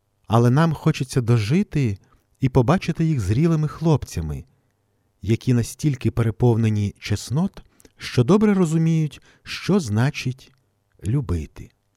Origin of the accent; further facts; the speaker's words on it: Ostroh, Rivne Oblast, Ukraine; в моєму рідному Острозі